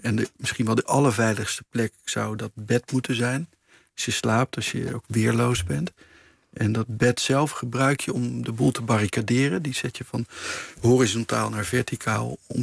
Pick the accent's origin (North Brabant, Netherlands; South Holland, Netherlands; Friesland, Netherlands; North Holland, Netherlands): North Brabant, Netherlands; Nee, ik groeide op in Brabant.